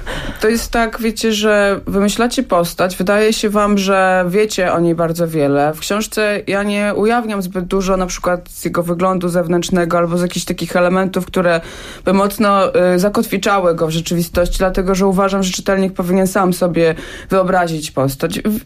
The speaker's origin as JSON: {"language": "Polish", "town": "Hajnówka", "region": "Podlaskie Voivodeship", "country": "Poland", "tie": "born or raised there", "moved": "as an adult", "said": "ja pochodzę z Podlasia. Mieszkałam w Hajnówce do końca liceum"}